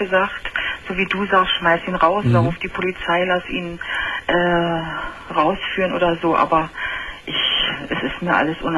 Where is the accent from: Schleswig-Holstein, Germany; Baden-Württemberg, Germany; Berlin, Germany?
Berlin, Germany; Also man kann sagen, ich komme aus Berlin